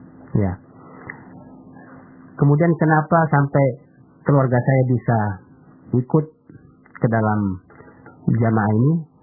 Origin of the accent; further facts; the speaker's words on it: Sungai Jambat, Jambi, Indonesia; Di kampung saya di Sungai Jambat, Kecamatan Lipah Panjang, Jambi.